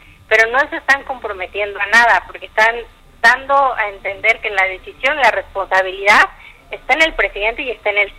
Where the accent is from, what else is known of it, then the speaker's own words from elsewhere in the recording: Mexico; nos toca también como mexicanos empezar a pedirle a nuestros funcionarios